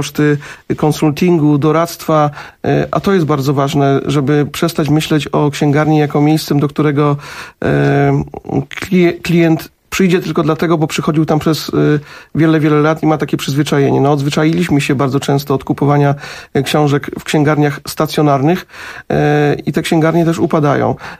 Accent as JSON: {"language": "Polish", "town": "Jarocin", "region": "Greater Poland Voivodeship", "country": "Poland", "said": "bo ja jestem z Jarocina"}